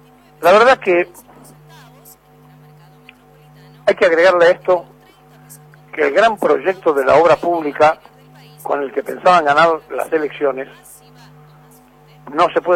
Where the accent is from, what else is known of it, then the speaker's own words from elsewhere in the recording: Argentina; todos somos el pueblo argentino